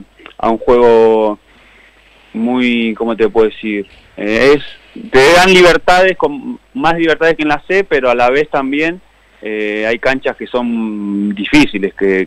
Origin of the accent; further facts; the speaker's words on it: Laferrere, Buenos Aires Province, Argentina; De La Ferrer, vivo en La Ferrer.